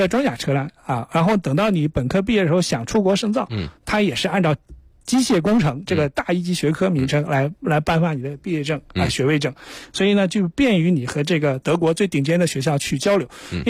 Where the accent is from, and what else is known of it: Beijing, China